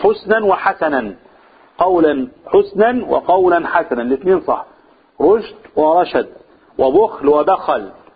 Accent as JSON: {"language": "Arabic", "country": "Egypt", "said": "في عرفنا كمصريين ايه الطريقة الحسنة اللي نقابل بها الناس"}